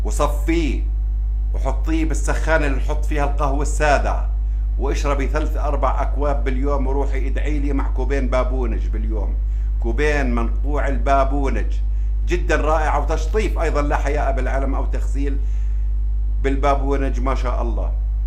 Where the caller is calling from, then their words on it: Morocco; من المغرب، أنا متتبعة لك من 2005